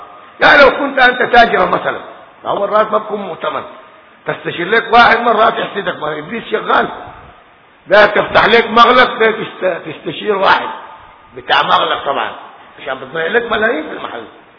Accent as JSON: {"language": "Arabic", "country": "Sudan", "said": "الناس خاصة عندنا في السودان بينظروا كثير"}